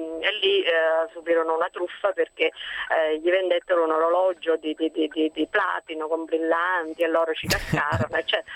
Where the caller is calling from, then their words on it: Salerno, Campania, Italy; Buongiorno, siamo da Salerno.